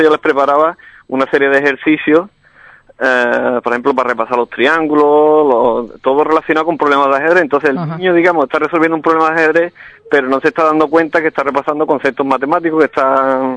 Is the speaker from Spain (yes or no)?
yes; Alcalá, Andalusia, Spain; mi filosofía, porque es la que me inculcaron desde pequeño en mi pueblo, ¿no? Alcalá tiene una tradición ajedrecística.